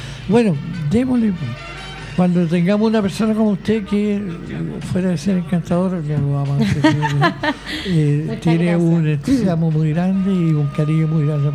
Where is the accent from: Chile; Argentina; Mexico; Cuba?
Chile; el mensaje que nos deja de alegría como chilenos.